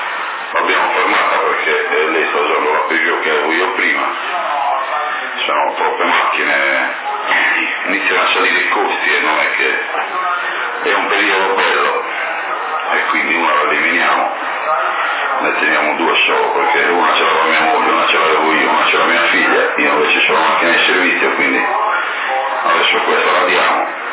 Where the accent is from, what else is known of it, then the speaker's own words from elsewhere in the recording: Porto Torres, Sardinia, Italy; io sono di Porto Torres, aia, anche io, quindi.